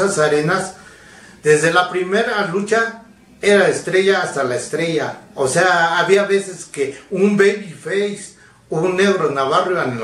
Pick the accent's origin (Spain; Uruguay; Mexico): Mexico; Mexico City; No, yo soy del DF.